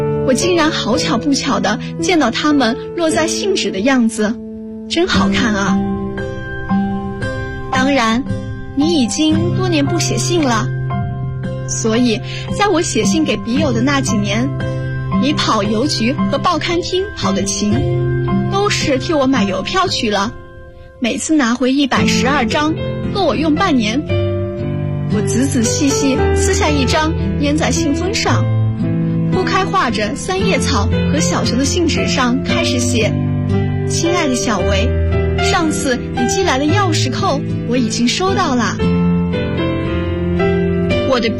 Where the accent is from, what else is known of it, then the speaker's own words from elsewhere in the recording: Huai'an, Jiangsu, China; now in Nanjing, China; 来自江苏淮阴，我在南京大学，距离我的家乡147公里